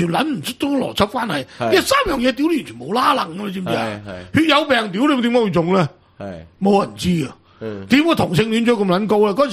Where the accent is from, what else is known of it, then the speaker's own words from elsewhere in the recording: Macau; 我哋澳門人好多都中意娶波蘭東歐